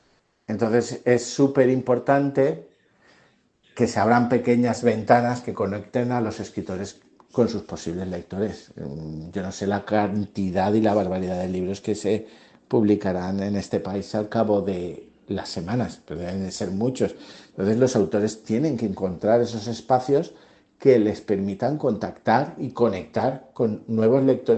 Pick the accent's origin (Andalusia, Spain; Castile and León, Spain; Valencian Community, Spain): Valencian Community, Spain; Valencia; born there; Yo digo que nací en La Malvarrosa, en Valencia, y luego empecé a trabajar en Moncofa.